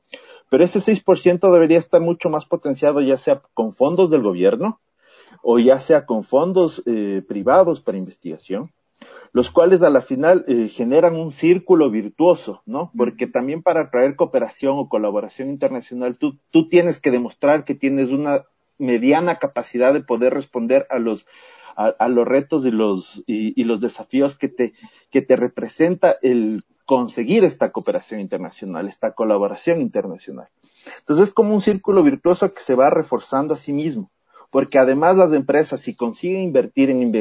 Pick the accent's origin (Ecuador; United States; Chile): Ecuador; el siguiente reto de todos nosotros como ecuatorianos es justamente el fortalecer las estructuras de investigación